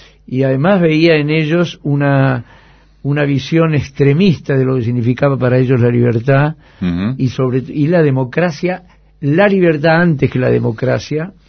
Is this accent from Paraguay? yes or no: no; Berisso, Buenos Aires Province, Argentina; born there; en Berisso todas las calles tienen los nombres de los puertos de donde vinieron los inmigrantes. Entonces yo nací en la calle Hamburgo, entre Trieste y Ostende, atrás la Londres, Génova, Guayaquil, Montevideo, y mi padre tenía el bar en la calle Nueva York y Marsella.